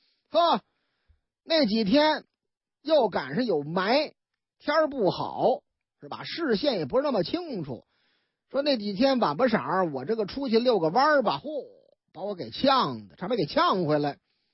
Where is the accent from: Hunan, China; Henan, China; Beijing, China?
Beijing, China; 我老家也那样是吧。那个说你老家哪儿啊，啊，劲松双井，